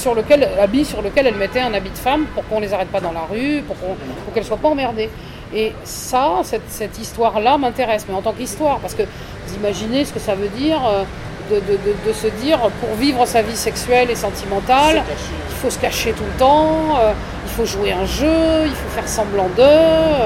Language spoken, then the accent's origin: French; France; à travers les réflexes qu'on peut avoir quand on est français